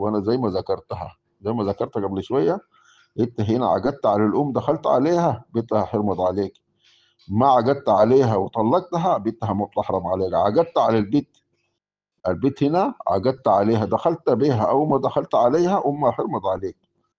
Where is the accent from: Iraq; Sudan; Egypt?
Sudan; نحن بالنسبه لفقه الاحوال الشخصيه عندنا في السودان كله ماخوذ